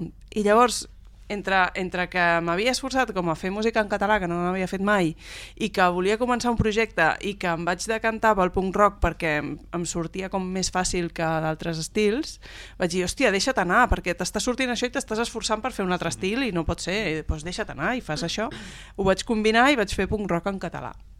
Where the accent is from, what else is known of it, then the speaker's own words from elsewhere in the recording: Catalonia, Spain; accent: Vallès; el meu anglès és com del Vallès, com ha de ser